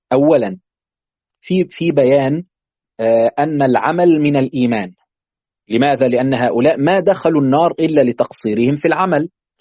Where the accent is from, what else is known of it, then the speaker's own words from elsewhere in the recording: Egypt; عندنا في مصر